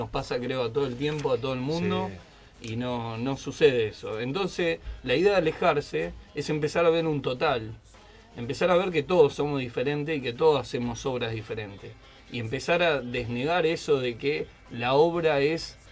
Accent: Córdoba, Argentina; now in Buenos Aires, Argentina; yo soy de Córdoba, un pueblito, y venir acá a Buenos Aires

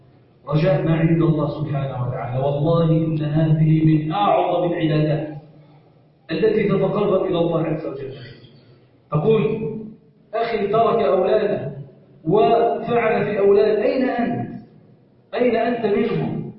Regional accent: Egypt; اللهم إنا نسألك أن تجعل بلدنا مصر سخاء رخاء

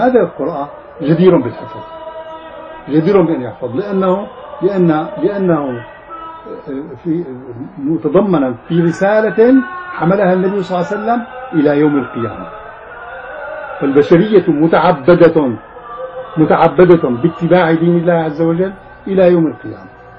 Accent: Damascus, Damascus Governorate, Syria; ففي الأخ تربى عندنا في دمشق يعني في مسجدنا وطلب العلم عندنا سنوات

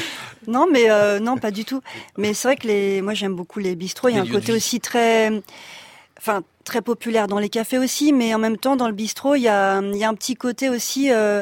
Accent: Noisy-le-Sec, Île-de-France, France; born there; je suis née à Noisy-le-Sec

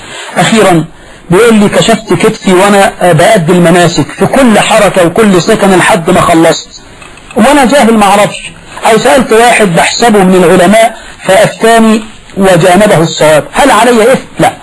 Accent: Egypt; لكن القضاء عندنا في مصر يجعل لهم وصية واجبة

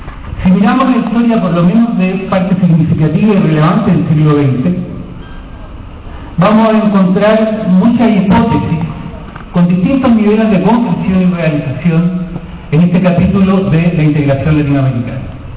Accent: Chile; En Chile de hoy, en mi país, se desarrolla ya durante varias semanas una huelga de hambre de la comunidad mapuche

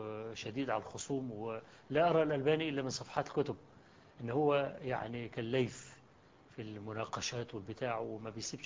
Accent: Egypt; وقلت له أنا جئت من مصر عشان أقابلك وإلى آخره.

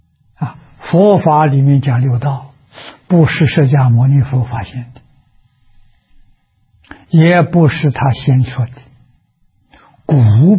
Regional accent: China; 我们中国人讲名师出高徒

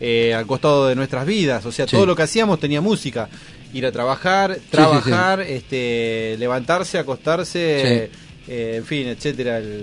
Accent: Patagonia, Argentina; Coterránea, yo también soy de la Patagonia, así que me siento un poco

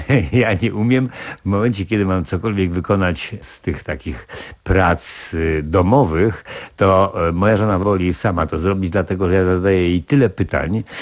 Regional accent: Warsaw, Masovian Voivodeship, Poland; bo wychowałem się na Marymoncie

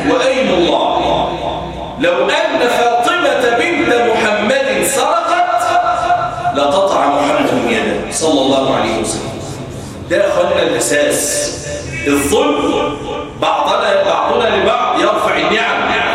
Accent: Egypt; وأن يجعل بلدنا مصر أمنا أمانا سخاء رخاء وسائر بلاد

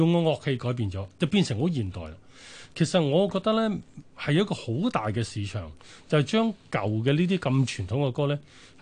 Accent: China; 但係我中國人咧就偏向就超保守啦

